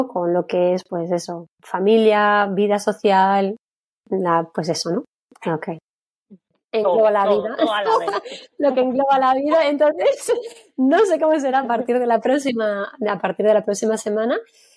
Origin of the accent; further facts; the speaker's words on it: Madrid, Community of Madrid, Spain; also born or lived in Berlin; now in Germany; soy española, soy de Madrid y llevo ya en Alemania 12 años. He vivido durante todo el tiempo en Berlín y aquí cerquita de Frankfurt llevo muy poquito, llevo un mes.